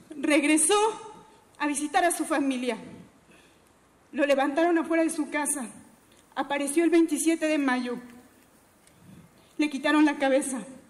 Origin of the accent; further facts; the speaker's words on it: Acatlán, Guerrero, Mexico; en mi pueblo, en un pueblo nahua, de aquí de Guerrero, en Acatlán. Tengo 27 años.